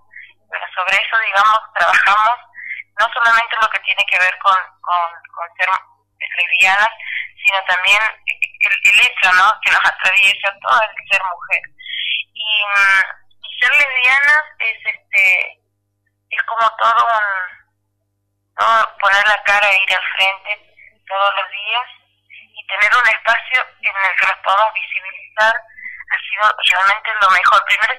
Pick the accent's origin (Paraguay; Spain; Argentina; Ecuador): Argentina; Santiago del Estero; soy de Santiago del Estero, soy lesbiana